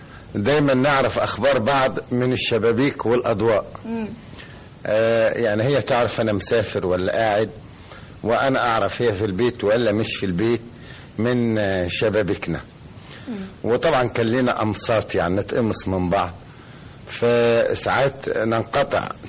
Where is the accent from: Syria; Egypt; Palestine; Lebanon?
Egypt; Upper Egypt; وانا صعيدي خالص